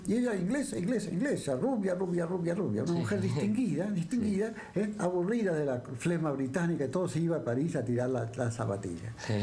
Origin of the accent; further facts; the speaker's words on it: Argentina; ella creía que yo, como era argentino, era de La Pampa